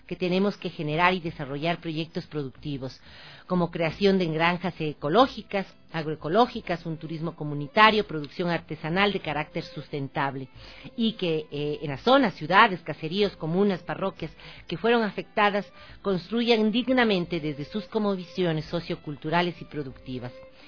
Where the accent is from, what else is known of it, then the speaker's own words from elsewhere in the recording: Ecuador; nuestra obligación ahora como ecuatorianos es ir desarrollando, trabajando, todos los ecuatorianos